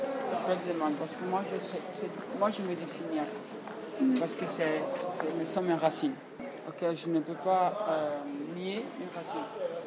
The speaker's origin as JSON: {"language": "French", "country": "Italy", "second_language": "French", "said": "Les gens me traitent comme si je suis européen, je suis italien, ok. Mais moi je me sens africain."}